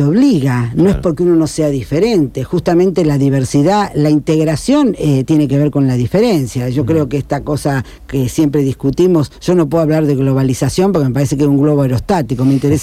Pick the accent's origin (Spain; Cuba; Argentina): Argentina; Rosario, Santa Fe; somos rosarinos y porteños, digamos, también tenemos una identidad.